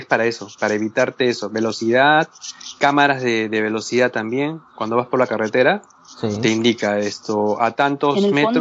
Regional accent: Peru; Sí, soy peruano. Soy peruano, fue descendiente, ¿sí?, de japoneses. Mis abuelos, sí, japoneses, de Okinawa.

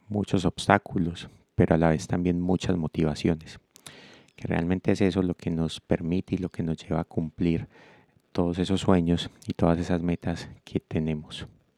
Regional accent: Medellín, Antioquia, Colombia; soy músico del Corregimiento de San Antonio de Prado, Comuna 80 de Medellín.

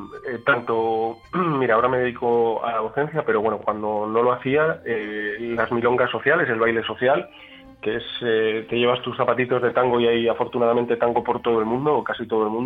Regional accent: Valladolid, Castile and León, Spain; Yo nací aquí, soy oriundo de aquí, lo que pasa es que he estado viviendo en 10 o 12 ciudades distintas y ahora otra vez vuelvo aquí a tierras castellanas, pero a un pueblecito, ahí pequeñito

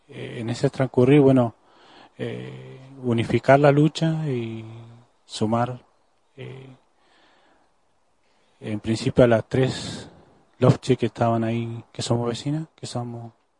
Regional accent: Neuquén, Argentina; Vengo de la provincia de Neuquén, de ahí de cerca de Zapala, Milof, en el cual vivo actualmente

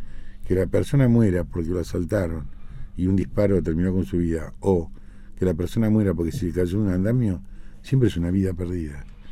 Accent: Mar del Plata, Buenos Aires Province, Argentina; born there; Bueno, yo soy nacido en Mar del Plata. Tengo 63 años

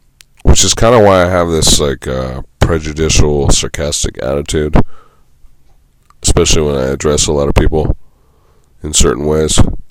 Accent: Santa Cruz, California, United States; In my hometown of Santa Cruz

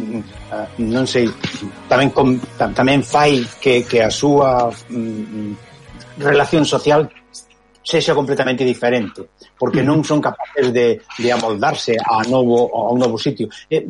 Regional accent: Galicia, Spain; cando estamos en Galicia somos os estranxeiros e cando estamos no estranxeiro somos os galegos.

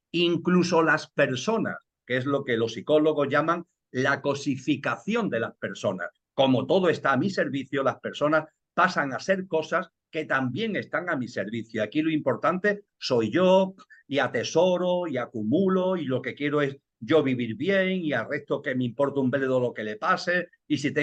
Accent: Seville, Andalusia, Spain; En mi tierra el verano es muy fuerte, en Sevilla, en Andalucía, el verano es potente.

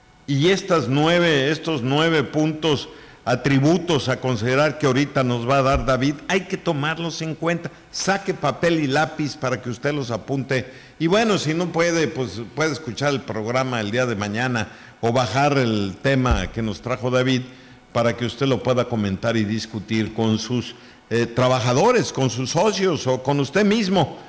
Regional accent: Mexico; siendo que el mexicano es muy creativo, que sí los tenemos, pero no los registramos.

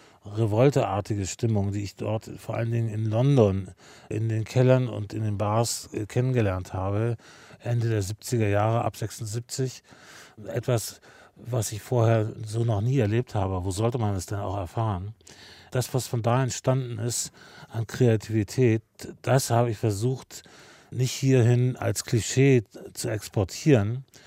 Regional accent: Wolfsburg, Lower Saxony, Germany; Das kommt wahrscheinlich durch meine eigene Geschichte in meiner Heimatstadt Wolfsburg.

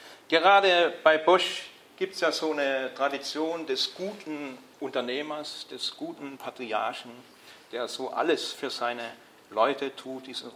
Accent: Baden-Württemberg, Germany; ich komme aus Baden-Württemberg, es gibt in Baden-Württemberg sozusagen ein höchstes Gesetz

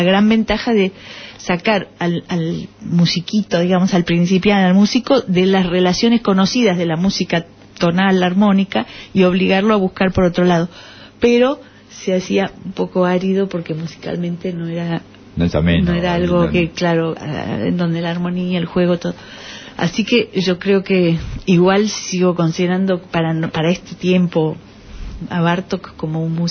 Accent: Argentina; Yo soy argentina, pero sangre italiana, ¿no? Porque mis cuatro abuelos

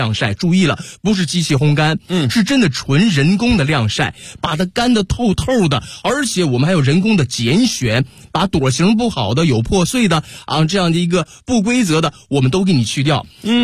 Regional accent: Northeast China, China; 我作为一个东北人，也是不断的把家乡的好东西带给大家，

